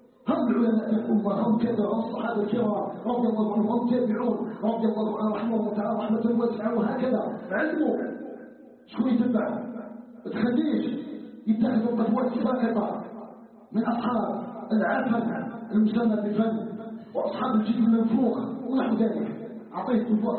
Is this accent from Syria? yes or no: no; Algeria; ان يجعل بلدنا الجزائر بلدا امنا مطمئنا